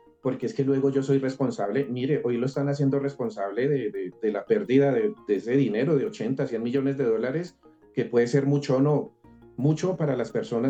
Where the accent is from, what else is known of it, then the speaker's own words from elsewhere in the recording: Colombia; como los colombianos dejamos el recibo para pagar a última hora